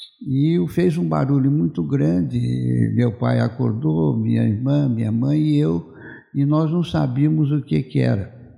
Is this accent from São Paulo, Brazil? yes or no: yes; Jacareí, São Paulo, Brazil; now in São José dos Campos, Brazil; Então, eu sou de Jacareí, moro aqui em São José, dia 27 completou 4 anos, já morei anteriormente.